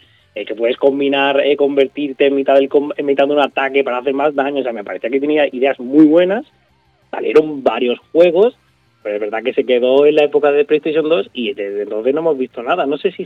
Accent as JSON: {"language": "Spanish", "region": "Andalusia", "country": "Spain", "tie": "born or raised there", "said": "en mi pueblo, en un pueblecito de Málaga, un tío mío tenía un bar allí."}